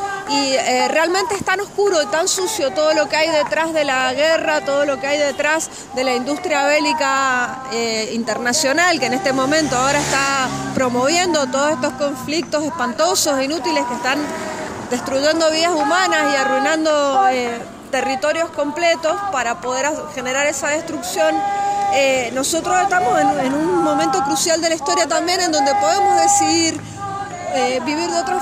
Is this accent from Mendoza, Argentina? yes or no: yes; Mendoza, Argentina; acá los mendocinos y las mendocinas tendríamos que estar activadísimos porque dependemos casi exclusivamente del agua que baja de la cordillera